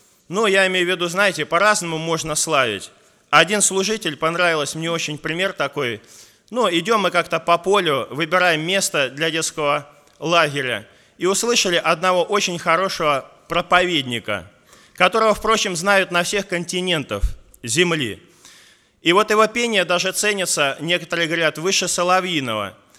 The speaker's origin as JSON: {"language": "Russian", "town": "Smolensk", "region": "Smolensk Oblast", "country": "Russia", "said": "Мы приехали к вам из Смоленска, который находится, в общем-то, недалеко от вас."}